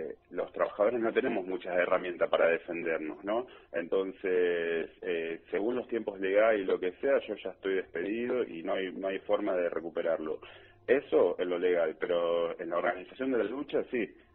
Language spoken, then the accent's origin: Spanish; Argentina; lo mal que estamos viviendo como ciudadanos, como argentinos, como trabajadores